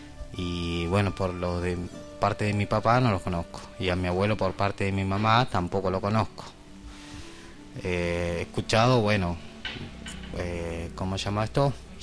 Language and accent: Spanish; Piedra del Águila, Neuquén, Argentina; born or raised there; also born or lived in Cipolletti / Cutral Có / Zapala / Bariloche; now in El Bolsón, Argentina